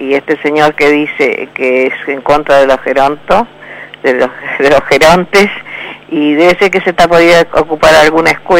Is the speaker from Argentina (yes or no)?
yes; Argentina; porque somos todos argentinos